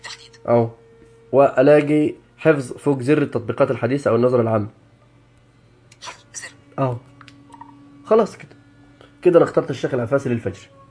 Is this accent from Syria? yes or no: no; Egypt; الاذان المعروف يعني عندنا في مصر.